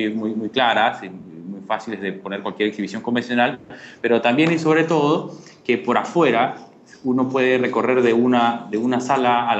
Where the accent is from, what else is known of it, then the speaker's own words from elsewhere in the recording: Peru; soy arquitecto de Perú.